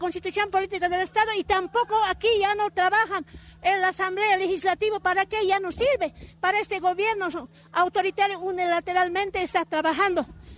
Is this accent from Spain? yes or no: no; Bolivia; nosotros como bolivianos no somos como ellos piensan, no somos tontos para no darnos cuenta